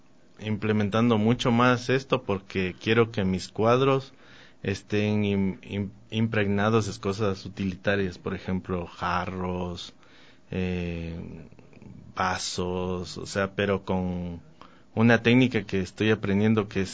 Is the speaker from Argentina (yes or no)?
no; Alamor, Loja, Ecuador; Yo soy de Loja, ¿verdad? Y hay un pueblito que se llama Alamor. Yo soy de Alamor, lojano, o sea, de un pueblo.